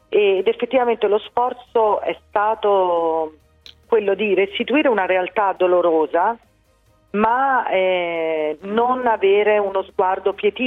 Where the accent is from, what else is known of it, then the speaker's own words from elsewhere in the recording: Rome, Lazio, Italy; ovviamente da romana e da mamma